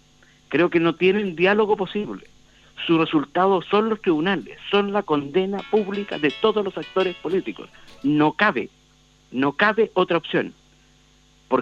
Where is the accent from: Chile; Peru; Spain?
Chile; no lo podemos tolerar como chilenos